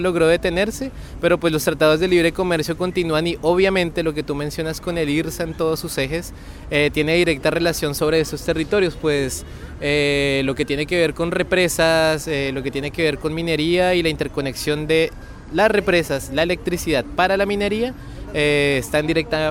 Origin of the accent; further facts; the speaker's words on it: Colombia; mi tierra, que es donde, digamos, la enseñanza militar estadounidense y de las escuelas de las Américas ha estado más presente, precisamente donde está el cruce entre Panamá y Colombia.